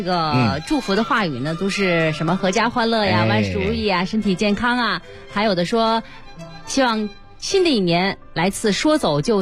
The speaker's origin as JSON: {"language": "Chinese", "region": "Beijing", "country": "China", "tie": "born or raised there", "said": "作为一个老北京的鸡童啊"}